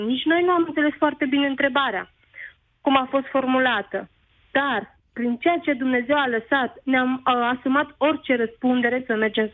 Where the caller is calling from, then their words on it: Rome, Lazio, Italy; Vă sunt de la Roma.